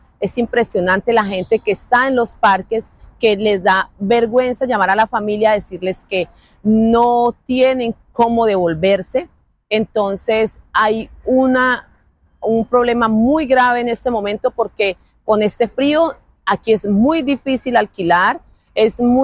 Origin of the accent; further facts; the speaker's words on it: Colombia; se debería de unirnos como colombianos que somos, como esa fuerza, ese empuje, como decimos los colombianos